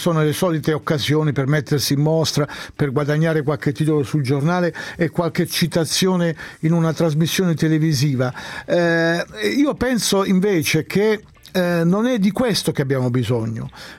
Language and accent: Italian; Foggia, Apulia, Italy; born there; essendo io non nato a Vipiteno ma a Foggia, di tutto il sud.